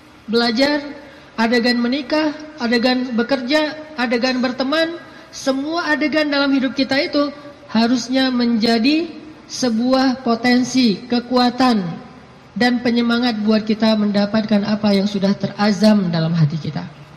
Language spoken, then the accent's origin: Indonesian; Aceh, Indonesia; born or raised there; also born or lived in Egypt; now in Bandung, Indonesia